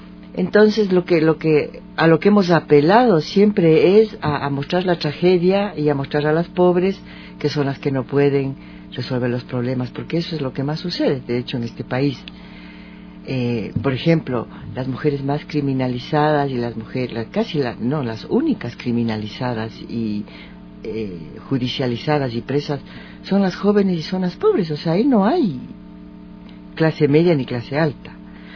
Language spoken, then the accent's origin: Spanish; Ecuador; No somos Argentina, somos de Ecuador.